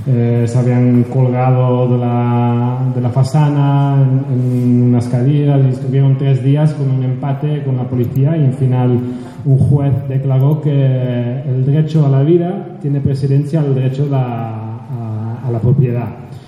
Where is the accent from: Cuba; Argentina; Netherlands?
Netherlands; Spanish is a second language; moved away as an adult; also born or lived in United States; now in Catalonia, Spain; Pues yo soy medio holandés, medio yanqui, y llevo unos 15 años aquí en Cataluña